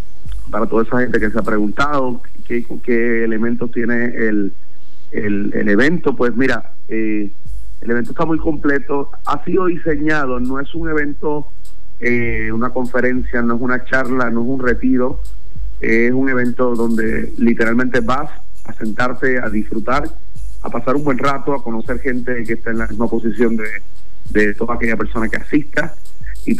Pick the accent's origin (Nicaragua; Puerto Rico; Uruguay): Puerto Rico; moved away as an adult; yo estuve alrededor de 8 años trabajando en los medios de comunicación allá en mi país, Puerto Rico